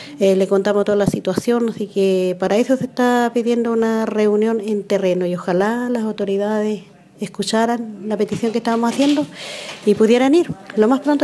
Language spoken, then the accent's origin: Spanish; Manquemapu, Los Lagos, Chile; soy de Manquimapu.